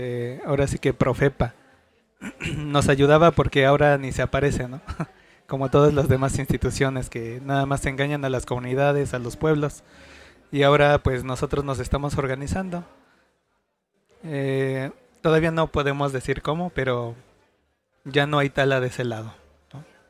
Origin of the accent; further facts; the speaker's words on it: Santa Ana Tlacotenco, Mexico City, Mexico; de la comunidad indígena Nahua del pueblo de Santana Tlacotenco.